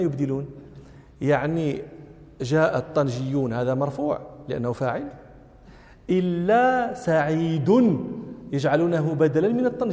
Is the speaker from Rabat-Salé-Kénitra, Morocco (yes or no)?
yes; Rabat, Rabat-Salé-Kénitra, Morocco; أنا من جنس غير جنس أهل طنجة، أنا من أهل الرباط منشأ ومولدا ومن أهل دكالة أصولا، ففي جميع الأحوال لست من أهل طنجة.